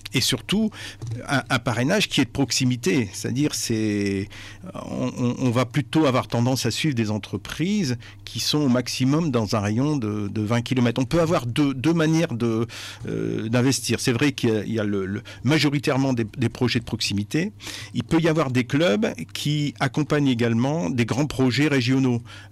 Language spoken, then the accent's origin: French; Hauts-de-France, France; Moi je suis des Flandres, on souhaite garder de l'activité dans notre territoire